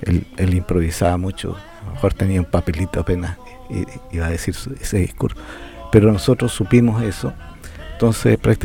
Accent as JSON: {"language": "Spanish", "town": "Talca", "region": "Maule", "country": "Chile", "tie": "born or raised there", "said": "yo vivía en una pensión en Santiago. No era mi casa, soy originario de Talca, un estudiante talquino en Santiago"}